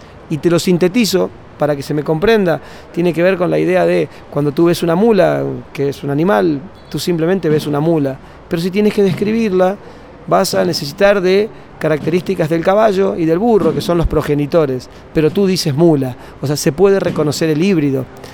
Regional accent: Argentina; also born or lived in Uruguay / Germany; yo soy de Argentina. Argentina, Uruguay y Alemania son los tres lugares donde más o menos puedo entender que tengo el concepto de hogar

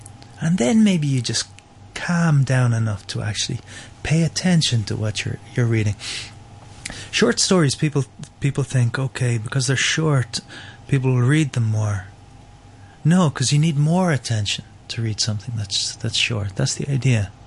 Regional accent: Ireland; moved away as an adult; Yeah, well, I live in Romania, so I've lived outside Ireland. Well, I'm in my mid-40s now. I've lived outside Ireland for since I was 21.

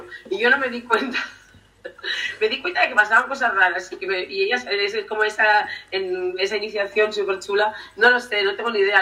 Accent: Errenteria, Basque Country, Spain; transcurren en Rentería, ¿no? Pues donde yo me crié, en Capuchino, cuando era pequeña.

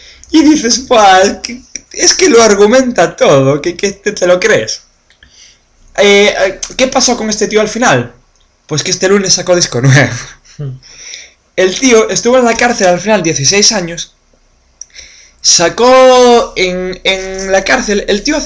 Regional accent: Spain; Y yo me acuerdo de verlo de pequeño en la tele en España, el juicio más mediático de la historia de Noruega.

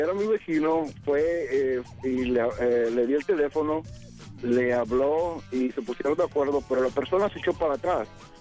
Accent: Acapulco, Guerrero, Mexico; recordando el México. Yo soy de Acapulco.

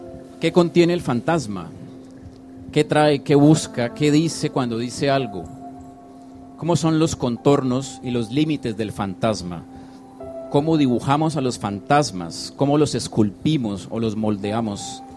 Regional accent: Colombia; Con nuestra historia, como colombianos, como artistas, como educadores y como vagabundos.

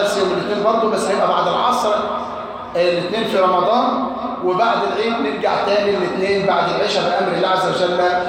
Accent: Egypt; وعندنا في مصر ما شافتوش

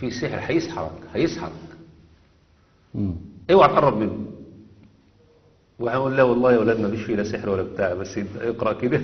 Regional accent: Egypt; يعني احنا عندنا في مصر على مدار مثلا 30 سنة

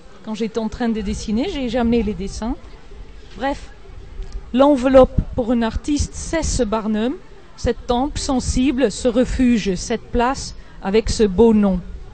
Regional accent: Netherlands; French is a second language; Je suis des Pays-Bas, donc je connais le sujet de l'eau.

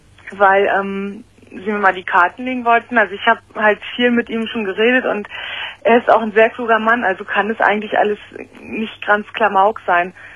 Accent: Northern Germany, Germany; Und ich bin auch aus Norddeutschland runtergezogen.

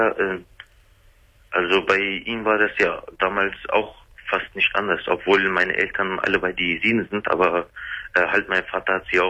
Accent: Germany; born there; ich als Kurde bin hier in Deutschland geboren.

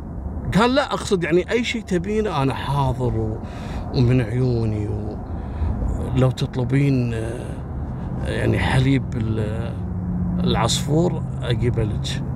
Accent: Libya; قضايا المخدرات عندنا في ليبيا من أخطر القضايا

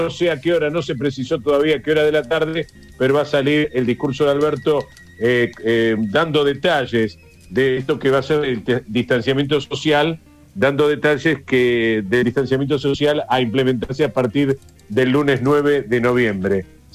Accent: Villa Ballester, Buenos Aires Province, Argentina; Viví en Ballester hasta los 13, y desde los 13 hasta mis 53 pirulos, es decir, 40 años, viví en Buenos Aires. Estuve el año pasado en Buenos Aires, 8 meses. Estoy volviendo a mi pago.

